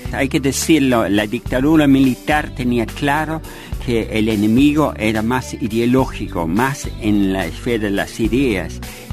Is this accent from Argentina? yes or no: no; Ireland; Porque bueno, yo soy irlandés.